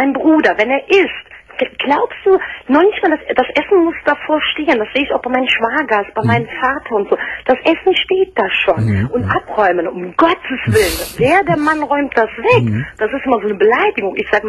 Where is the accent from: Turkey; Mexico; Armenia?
Turkey; German is a second language; now in Germany; ich komme aus dem Süden, sprich aus der Türkei.